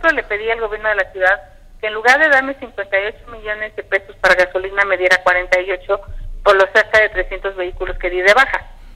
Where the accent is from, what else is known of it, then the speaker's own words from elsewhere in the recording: Tepatepec, Hidalgo, Mexico; en mi pueblo, en Tepatepec